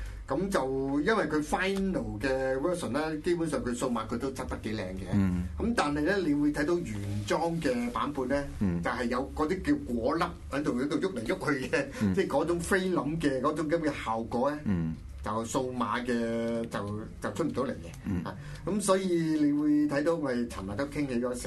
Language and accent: Cantonese; Hong Kong; 我哋香港人睇呢部香港片